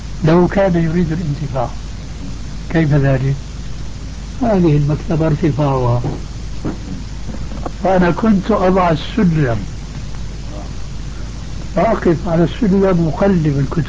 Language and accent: Arabic; Syria; وبلطو سيرة أيضا يقولوه عندنا في الشام